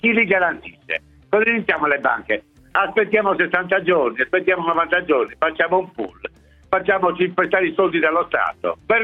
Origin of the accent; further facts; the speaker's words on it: Sardinia, Italy; Io sono sardo, non posso essere leghista, giusto?